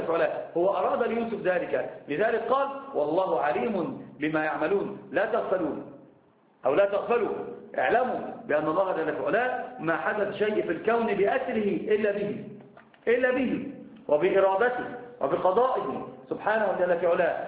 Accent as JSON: {"language": "Arabic", "country": "Egypt", "said": "أنا عندنا في مصر يقولون في المثل اللي ما يعرفك يشوي جاك"}